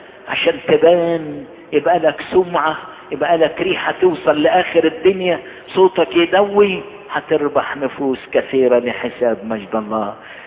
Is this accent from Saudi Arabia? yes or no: no; Egypt; يضيء لكل بلادنا مصر